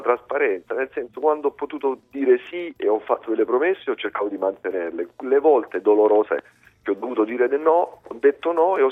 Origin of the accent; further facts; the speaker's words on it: Lecce, Apulia, Italy; E mi dicevano di dove sei, di Lecce